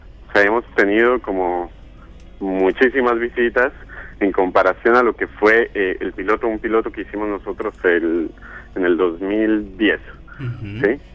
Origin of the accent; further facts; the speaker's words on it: Colombia; now in Argentina; Yo soy colombiano.